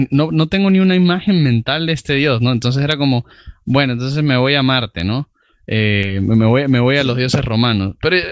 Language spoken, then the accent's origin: Spanish; Spain; yo soy español